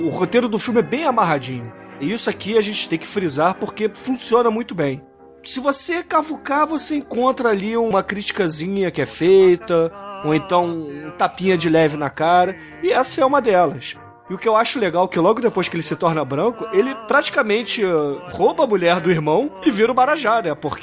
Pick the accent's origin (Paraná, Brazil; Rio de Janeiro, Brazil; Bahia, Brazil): Rio de Janeiro, Brazil; Eu sou carioca e posso dizer isso